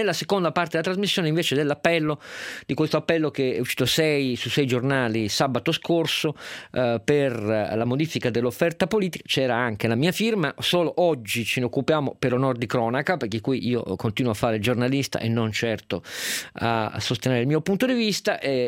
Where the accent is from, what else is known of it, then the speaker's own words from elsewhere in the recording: Turin, Piedmont, Italy; Io sono torinese